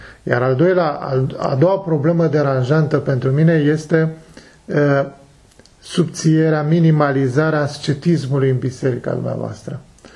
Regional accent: Romania; Cum ați ajuns la limbajul ăsta, pentru mine ca român?

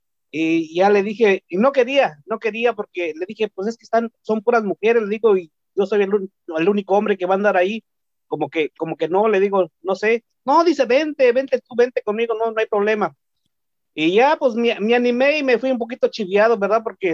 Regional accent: Oaxaca, Mexico; Spanish is a second language; soy del estado de Oaxaca, para los que no lo sabían. Y pues el español lo aprendí en la escuela, no lo hablo muy perfecto. Lo que hablo un poquito es más de dialecto, pero también se me está olvidando un poquito. Y hablo un poquito también de inglés

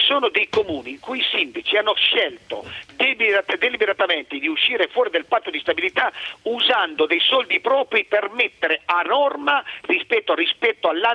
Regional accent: Turin, Piedmont, Italy; ma sono di Torino

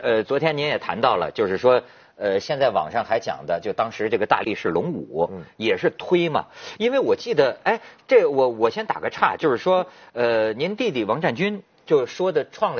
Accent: China; 作为中国人吧，他都有个人情世故，我能理解

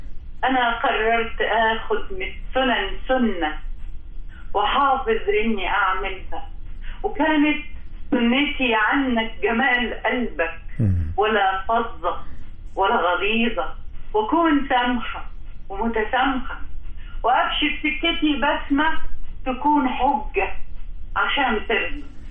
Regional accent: Egypt; كل الاحتلالات دخلت مصر اخذت مننا وخرجت، احنا ما خدناش منها

